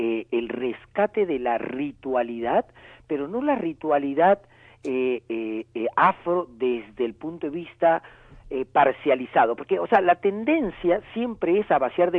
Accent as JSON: {"language": "Spanish", "region": "northern Peru", "country": "Peru", "said": "nosotros los peruanos hemos vivido desde 1980 hasta 1992 una guerra interna"}